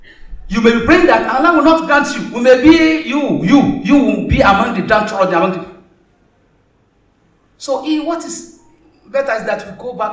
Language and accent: English; Osun, Nigeria; I am from Osun. I think Lagos is better than Osun.